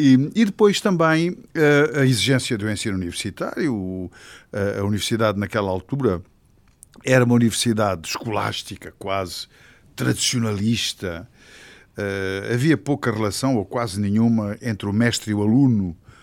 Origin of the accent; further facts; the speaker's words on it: Angola; now in Portugal; no sentido que viemos de Angola e as nossas primeiras referências são de Angola